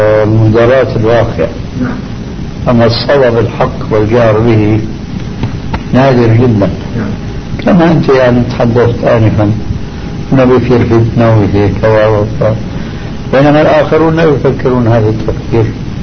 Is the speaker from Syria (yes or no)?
yes; Syria; اللي عندنا في سوريا كتب هذه العبارة في بعض المعرفات